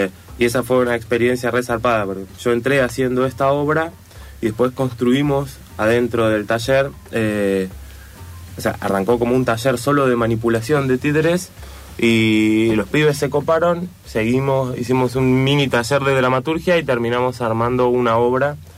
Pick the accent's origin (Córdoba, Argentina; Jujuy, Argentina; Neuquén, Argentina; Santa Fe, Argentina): Neuquén, Argentina; yo soy de Neuquén, entonces en Neuquén tenemos mendigos, pero son dos o tres, son los locos del pueblo